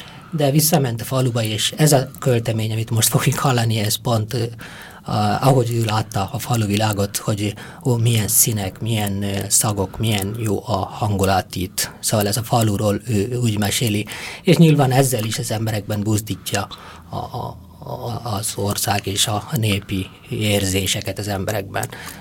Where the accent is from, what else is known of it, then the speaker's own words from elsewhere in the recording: India; Hungarian is a second language; moved away as an adult; now in Hungary; és így összesen olyan 25 évet töltöttem Indiában, és de az a 17 év, amit a szülőfalumban és azt a kis megyében töltöttem